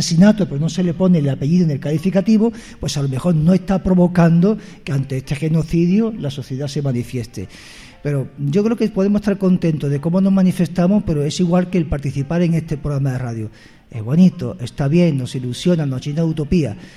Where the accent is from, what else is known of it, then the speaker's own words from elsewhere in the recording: Italy; Spanish is a second language; soy italiana y estoy aquí de paso